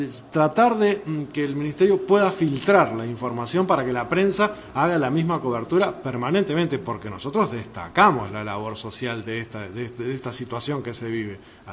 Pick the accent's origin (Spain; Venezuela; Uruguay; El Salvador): Uruguay; Exactamente, porque no estamos dando el grado de seguridad que nos merecemos.